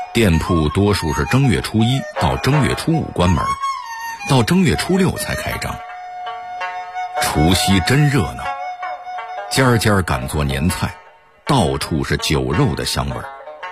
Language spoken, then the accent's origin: Chinese; Beijing, China; 我从小就在北京长大，也经历了30多个春节